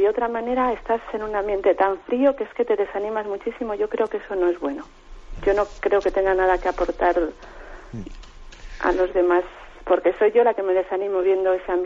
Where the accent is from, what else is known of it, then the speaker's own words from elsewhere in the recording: Castile and León, Spain; now in Santander, Spain; Aunque vivo aquí, soy palentina.